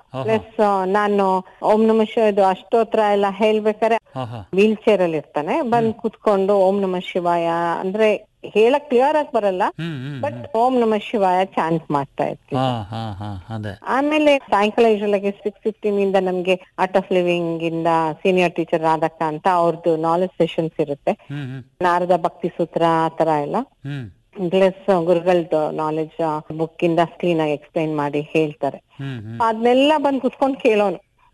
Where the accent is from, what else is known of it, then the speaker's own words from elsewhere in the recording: Shivamogga, Karnataka, India; moved away as an adult; now in Kumbur, India; ನನ್ನ ತಾಯಿ ಮನೆ ಶಿವಮೊಗ್ಗ, ಅಂದಗದ್ದೆ ಅಂತ ಹೇಳಿ, ಬರ್ಡ್ ಸ್ಯಾಂಕ್ಚುರಿ ಎಲ್ಲ ಇದೆ.